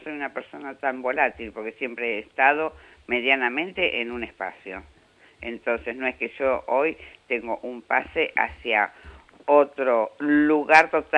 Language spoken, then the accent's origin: Spanish; Moreno, Buenos Aires Province, Argentina; born there; Soy nacida en Moreno